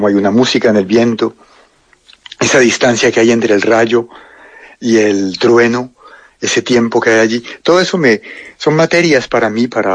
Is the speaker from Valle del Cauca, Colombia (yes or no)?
yes; Cali, Valle del Cauca, Colombia; moved away as an adult; also born or lived in Bogotá / France; Yo me crié en Cali, en el barrio San Antonio. No rápidamente, a los 28 años fue la primera vez que salí por un tiempo largo. Luego volví y luego viví en Bogotá unos 8 años y después llevo 20 años más o menos viviendo entre Francia y Colombia.